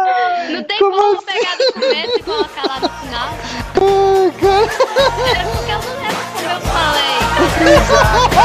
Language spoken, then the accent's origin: Portuguese; Salvador, Bahia, Brazil; eu sou baiano mesmo, nascido e criado em Salvador, mas não tenho sotaque tão carregado e nem falo meu rei.